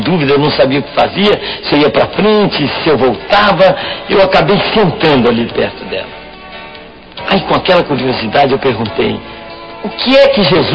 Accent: Niterói, Rio de Janeiro, Brazil; born there; Cara de baiano, nome de alemão e nasci em Niterói.

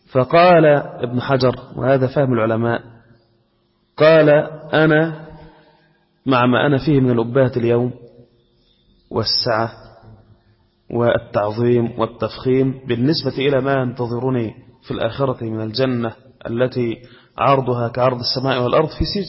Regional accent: Egypt; كان عندنا في مصر هنا رئيس القضاء

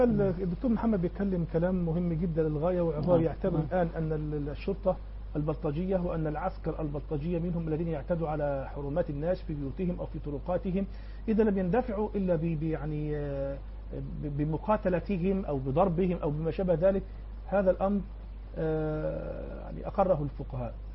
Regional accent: Egypt; يعني إيه المطلوب مني أنا كمواطن مصري أو كثائر؟

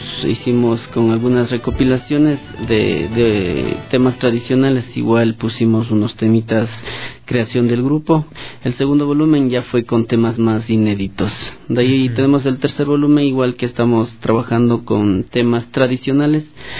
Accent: Quito, Pichincha, Ecuador; nosotros ya nacimos acá en Quito, yeah. Entonces somos ya quiteños, claro. Entonces estamos acá en Quito, pero nuestros padres son de Otavalo

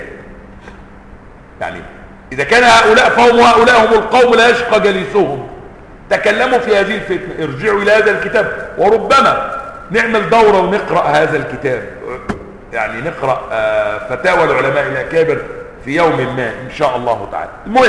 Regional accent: Upper Egypt, Egypt; الذي يقال عنهم عندنا في الصعيد المطاريد

